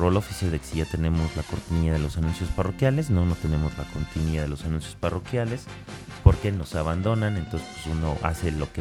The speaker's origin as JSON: {"language": "Spanish", "country": "Mexico", "said": "somos los mexicanos los únicos que nos reímos"}